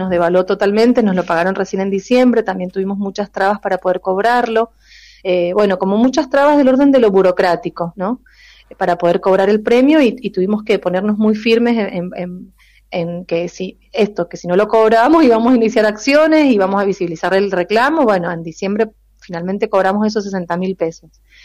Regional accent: Mendoza, Argentina; Somos escritores mendocinos

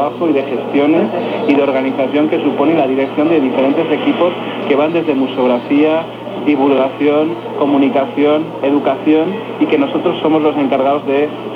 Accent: Spain; moved away as an adult; now in Mexico; Yo vine 5 años también desde España en la búsqueda de esas oportunidades que a mí en México me ha concedido, y estoy muy agradecido a este país

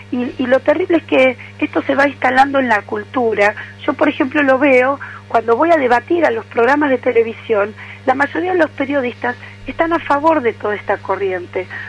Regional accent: Argentina; somos muchos los argentinos que necesitamos un espacio fuerte de participación política

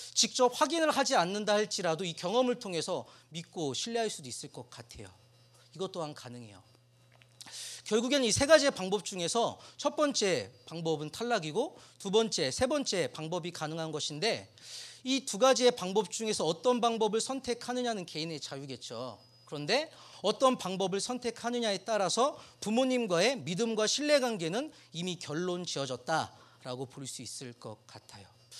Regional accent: South Korea; 제가 한국 사람이고 교회를 다녀요. 그리스도인이에요. 예수님을 믿어요.

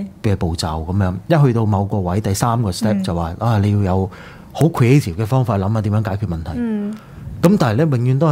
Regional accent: Hong Kong; 有一樣嘢我哋香港人越嚟越少嘅咧

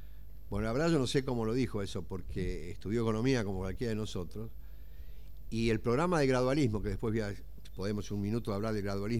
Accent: Argentina; Sí, pero Estados Unidos es Estados Unidos, nosotros somos argentinos, digamos, ¿no?

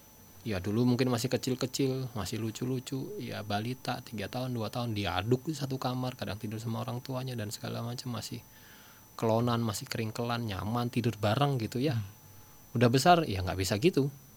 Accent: Bekasi, West Java, Indonesia; kita di Jabodetabek, kita ini bukan orang Jakarta Ustaz ya, orang Bekasi perantauan.

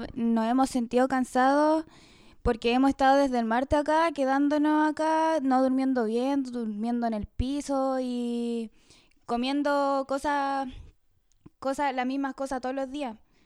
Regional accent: Puerto Cisnes, Aysén, Chile; porque claramente para seguir mis estudios tengo que salir de mi pueblo

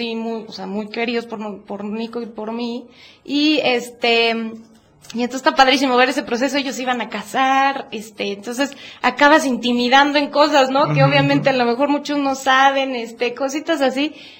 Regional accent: Puebla, Mexico; Yo soy poblana.

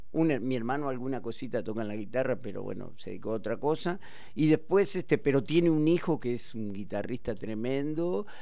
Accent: Santa Rosa, La Pampa, Argentina; born there; Yo nací en Santa Rosa, La Pampa.

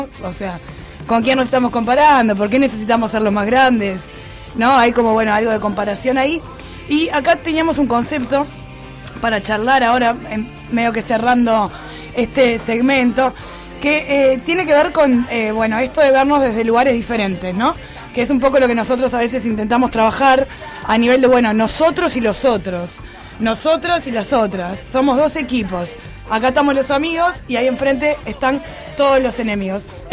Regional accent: Uruguay; Sí, somos todos uruguayos y lo que hablamos recién, no somos chilenos.

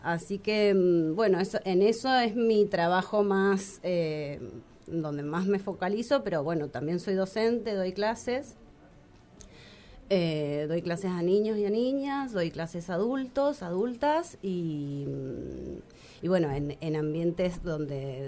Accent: Mendoza, Argentina; also born or lived in Buenos Aires, Argentina; nos vinimos todos a Mendoza y mi infancia, mi adolescencia, hasta los 20 fue en Mendoza, digamos. Crecí en Mendoza, pero después estuve 12 años en Buenos Aires y hace 3 volví.

